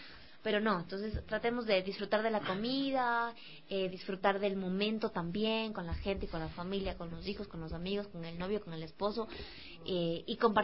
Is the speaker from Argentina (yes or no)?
no; Ecuador; como ecuatorianos nosotros tenemos un sinfín de comidas y de variedad de comidas, porque nuestra tierra es riquísima en absolutamente todo